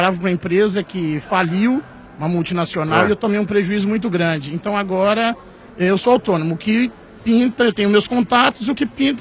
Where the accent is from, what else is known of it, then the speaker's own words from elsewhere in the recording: Ponta Grossa, Paraná, Brazil; Eu sou de Ponta Grossa, do lado de Melo Rego, perto do Timbó com fumo.